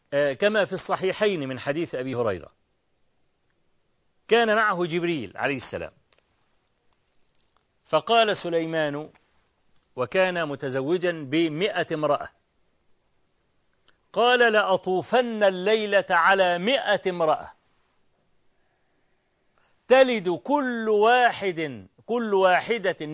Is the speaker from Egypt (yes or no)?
yes; Egypt; عندنا في مصر